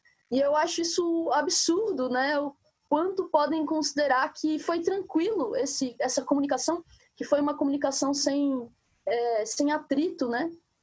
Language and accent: Portuguese; Belo Horizonte, Minas Gerais, Brazil; sou de Minas Gerais, Belo Horizonte. Parte da minha ancestralidade é pertencente daquele território mineiro ali que hoje é chamado de Minas, né, Minas Gerais